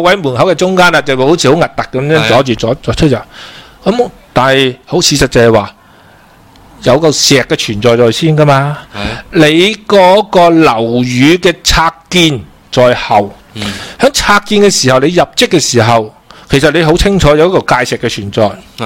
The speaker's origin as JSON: {"language": "Cantonese", "country": "Macau", "tie": "born or raised there", "said": "因为我喺新潮区长大嘅"}